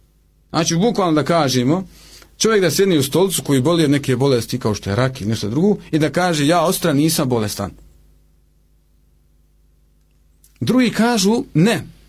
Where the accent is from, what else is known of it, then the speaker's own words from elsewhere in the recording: Bosnia & Herzegovina; ne ilazi u susret alternativnicima kod nas u Bosni, i ne samo kod nas u Bosni